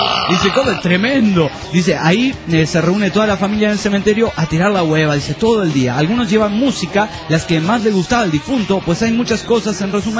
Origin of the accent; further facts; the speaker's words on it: Mairana, Santa Cruz, Bolivia; born there; cómo es aquí en Bolivia. Más específicamente en Mairana, mi pueblo natal.